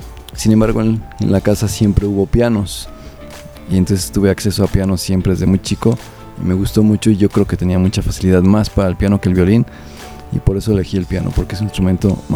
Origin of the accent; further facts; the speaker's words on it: Mexico City, Mexico; born there; yo nací en la Ciudad de México.